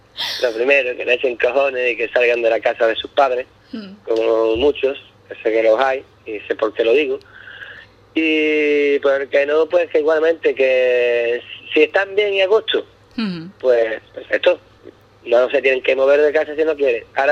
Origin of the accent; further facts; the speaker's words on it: Ubrique, Andalusia, Spain; now in Scotland, United Kingdom; Y yo verdaderamente confío y amo a mi pueblo más que nada, porque aquí en Escocia ya Ubrique lo conoce muchísima gente.